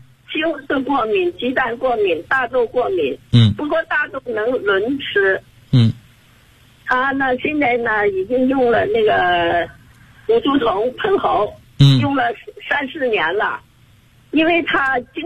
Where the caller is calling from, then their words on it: Shenzhen, Guangdong, China; 我来自广东深圳。今年79岁了。